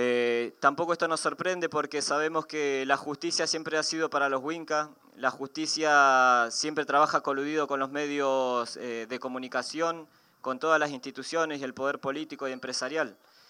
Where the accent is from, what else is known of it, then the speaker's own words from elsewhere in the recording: Argentina; vengo del territorio del Puel Mapu, parte del Wal Mapu.